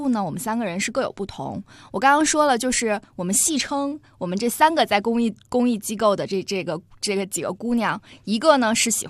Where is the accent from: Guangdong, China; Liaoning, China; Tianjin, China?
Tianjin, China; moved away as an adult; now in Beijing, China; 我是天津人。